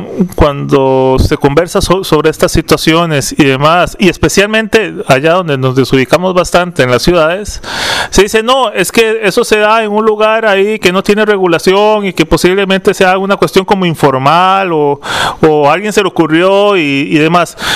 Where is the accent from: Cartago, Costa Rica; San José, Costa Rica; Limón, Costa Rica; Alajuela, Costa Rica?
San José, Costa Rica; Para las personas que venimos de la ciudad de San José, tenemos el pecado de no conocer muchas cuestiones.